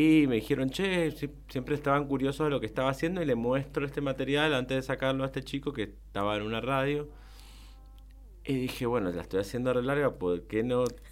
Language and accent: Spanish; Colonia Segovia, Tarija, Bolivia; En Bermejo, mis pagos. O sea, yo soy de Colonia Segovia.